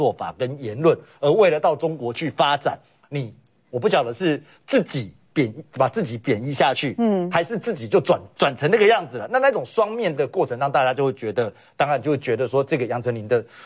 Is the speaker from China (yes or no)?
no; Taiwan; 那我觉得站在我们台湾人良善的角度